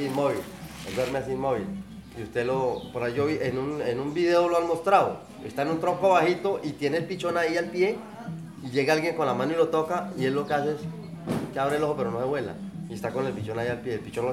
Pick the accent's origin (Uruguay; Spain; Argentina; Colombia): Colombia; Barrancabermeja, Santander; born there; now in Guarinocito, Colombia; No, yo no. Yo nací en Barranca Bermeja.